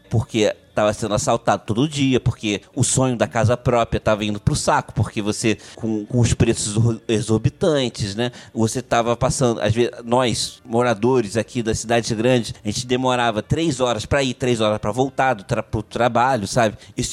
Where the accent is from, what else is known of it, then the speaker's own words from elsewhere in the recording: Rio de Janeiro, Brazil; now in Niterói, Brazil; Eu sou do Rio de Janeiro, moro em Niterói, uma cidade do lado do Rio de Janeiro, mas apesar de ter uma cidade de ter pouco menos de 500 mil habitantes, ela tem um comportamento de cidade grande, né?